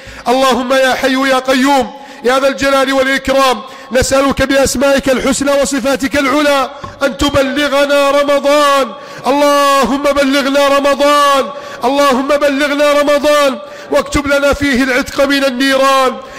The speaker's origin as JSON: {"language": "Arabic", "country": "Egypt", "said": "اللهم من أراد بلادنا مصر بسوء فأشغله بنفسه"}